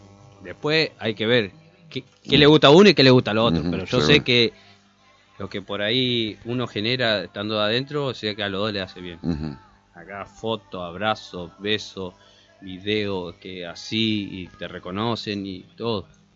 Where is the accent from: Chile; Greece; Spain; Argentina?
Argentina; Somos argentinos, tenemos al mejor del mundo